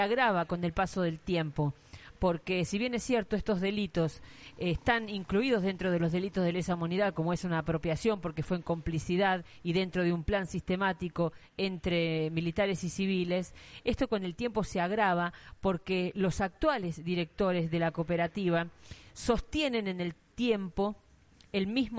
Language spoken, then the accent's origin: Spanish; La Rioja, Argentina; Y como riojanos sabemos que tenemos nuestro propio papel prensa